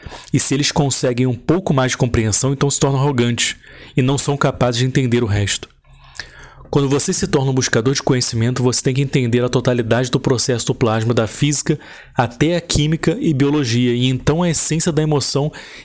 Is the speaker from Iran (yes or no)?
yes; Iran; Portuguese is a second language; A outra parte vem do meu passado como iraniano, que eu gosto